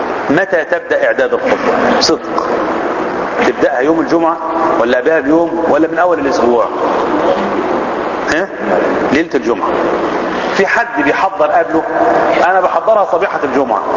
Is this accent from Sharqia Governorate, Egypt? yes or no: yes; Zagazig, Sharqia Governorate, Egypt; ان احنا كل مجموعة في البلد عندنا في الزقازيق